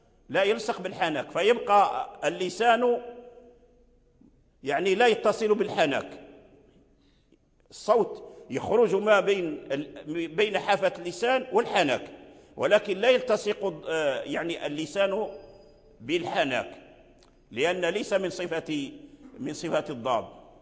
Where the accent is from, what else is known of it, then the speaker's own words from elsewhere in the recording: Fez, Fès-Meknès, Morocco; لا أدعي يعني أن أحسن النطق بهذا الحرف، ولا أحد من بلدنا يعني يحسن النطق به، لا فاس ولا غيرها من البلاد